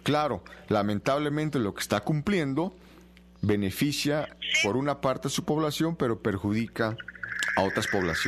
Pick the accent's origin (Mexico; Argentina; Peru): Mexico; Por lo menos cuando éramos pequeños en México